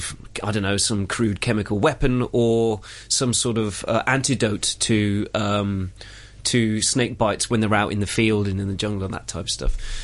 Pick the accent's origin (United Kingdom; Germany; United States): United Kingdom; South West England; accent: Cornish; I sounded quite Cornish then, didn't I? Hello, belong here. My accent's coming out.